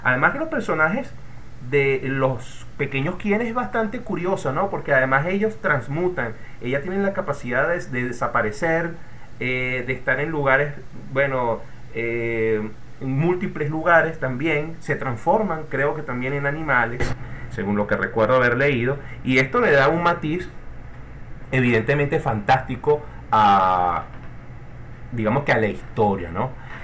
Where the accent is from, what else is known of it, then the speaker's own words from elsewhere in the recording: Caracas, Capital District, Venezuela; born there; yo no soy del llano, yo nací aquí en Caracas y no tengo familia en el llano, sino más bien andina